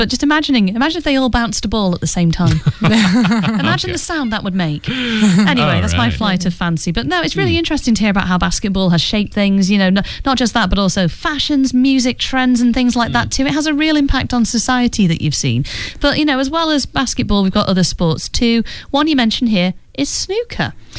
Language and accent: English; Sheffield, Yorkshire and the Humber, United Kingdom; now in China; And I'm from Sheffield, which, if you are familiar with the sport of snooker, you'll know it's home of the Embassy World Championships held in Sheffield every year.